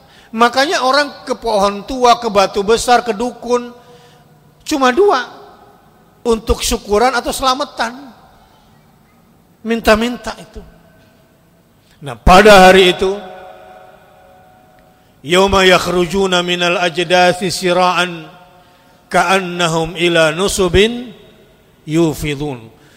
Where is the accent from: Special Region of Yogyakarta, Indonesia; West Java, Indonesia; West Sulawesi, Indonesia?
West Java, Indonesia; Saya kan orang Sunda.